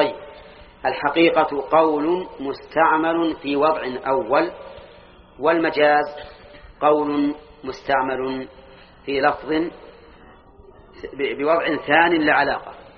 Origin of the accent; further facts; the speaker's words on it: Al-Qassim, Saudi Arabia; أظن كنا عندنا في القصيم، ها، لكلها القصيم